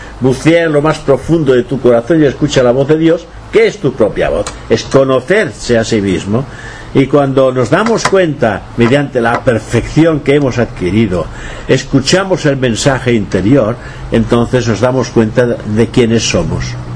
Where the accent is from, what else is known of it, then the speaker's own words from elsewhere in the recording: Catalonia, Spain; Y si después me apuras, pues soy europeo. Y si me apuras más, pues soy español. Y si me apuras más, pues soy catalán.